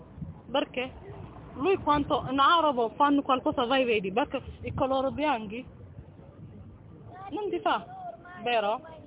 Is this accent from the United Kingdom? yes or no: no; Eritrea; Italian is a second language; moved away as an adult; now in Italy